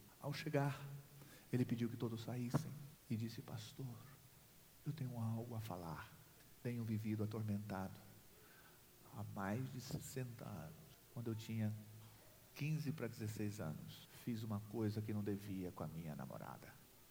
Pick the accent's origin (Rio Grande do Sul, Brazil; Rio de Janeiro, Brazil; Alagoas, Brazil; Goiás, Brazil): Goiás, Brazil; eu sou goiano